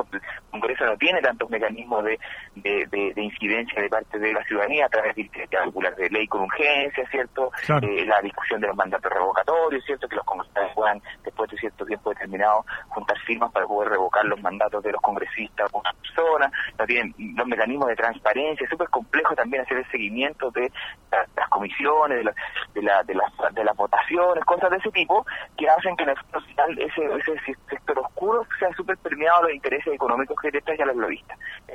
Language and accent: Spanish; Chile; parece que acá en Chile somos todos como los gringos